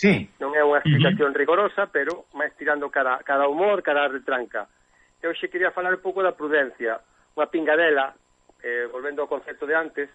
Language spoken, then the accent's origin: Galician; Arangueiros, Galicia, Spain; lembrame unha anécdota dun da miña aldea, Arangueiros